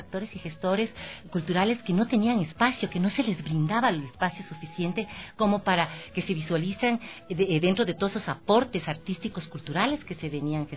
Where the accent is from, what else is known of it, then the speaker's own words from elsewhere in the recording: Ecuador; como seres humanos y como ecuatorianos